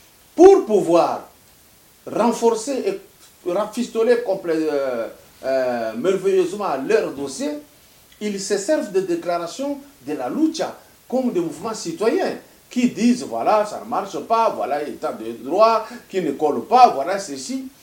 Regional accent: Katanga, DR Congo; qui a été meilleur chez nous au Katanga

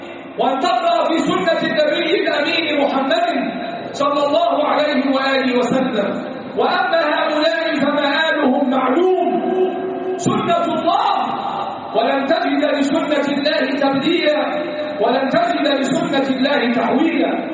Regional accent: Egypt; اللهم احفظ بلدنا مصر وسائر بلاد

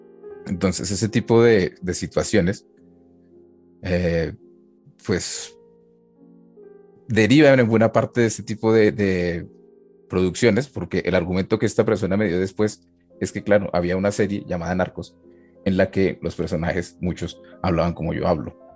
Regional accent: Colombia; born there; a quienes nacimos en Colombia

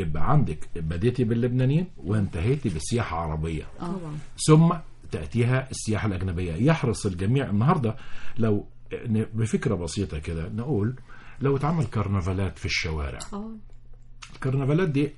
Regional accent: Egypt; كل حد فينا كمصريين بيعتز أنه من المحافظة الفلانية

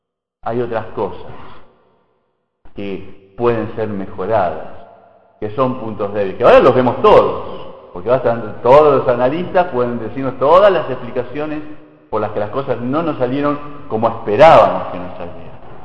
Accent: Argentina; Y nos pasa mucho como argentinos, que podemos dar 500 vueltas por distintas áreas

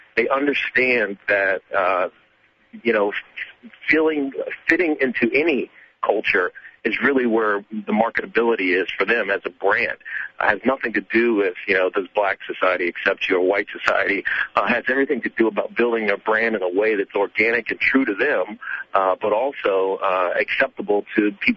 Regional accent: Virginia, United States; I grew up in Roanoke, Virginia, and not the city of Roanoke, Virginia, but the county of Roanoke, Virginia.

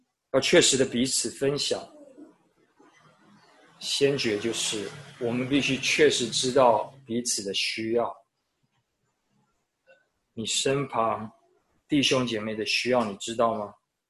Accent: Taiwan; 我觉得我小时候在台湾的时候，好像很多人到我们家包水饺

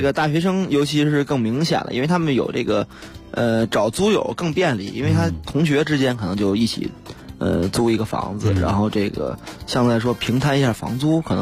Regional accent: Beijing, China; 我虽然我是北京人，但是就是也不太牵扯到租房的问题了。

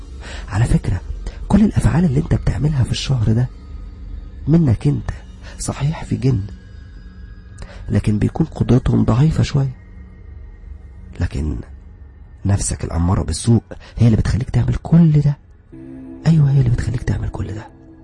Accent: Alexandria, Alexandria Governorate, Egypt; أنا نسيت أقول لكم أنا أصلا من اسكندرية وعايش في اسكندرية ولا زلت عايش في اسكندرية

